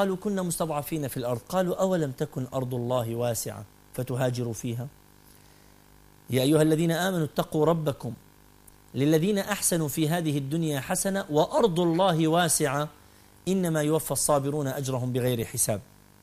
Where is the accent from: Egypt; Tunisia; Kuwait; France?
Kuwait; also born or lived in Mosul, Iraq / Khobar, Saudi Arabia; now in Jordan; الذي يتحدث إليكم الآن ولد عراقيا، ولدت في العراق في مدينة الموصل نينوى، ووالدتي لبنانية من طرابلس الشام. نشأت في الكويت حيث أعراق وأجناس وأطياف مختلفة. انتقلت بعدها إلى الخبر في المنطقة الشرقية في الجزيرة العربية